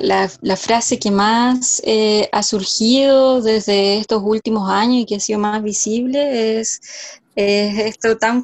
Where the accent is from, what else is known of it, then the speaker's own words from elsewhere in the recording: San Felipe, Valparaíso, Chile; la comuna exactamente al lado de San Felipe del Valle de la Aconcagua, de donde yo soy